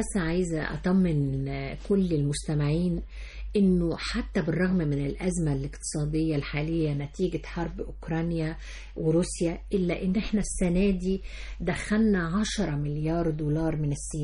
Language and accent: Arabic; Egypt; ويدعونا حب في ان احنا مصريين